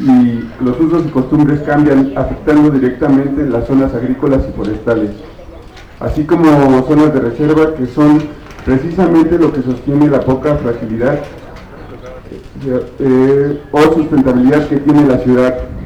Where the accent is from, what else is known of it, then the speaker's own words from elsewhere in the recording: San Nicolás Totolapan, Mexico City, Mexico; venimos de San Nicolás Totolapan, es un pueblo al sur de la Ciudad de México